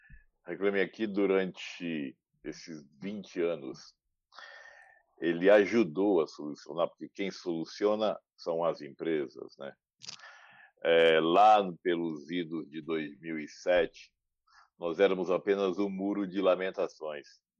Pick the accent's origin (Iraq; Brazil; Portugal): Brazil; Campo Grande, Mato Grosso do Sul; now in São Paulo, Brazil; sou de Campo Grande, no Mato Grosso do Sul. Moro em São Paulo há 14 anos.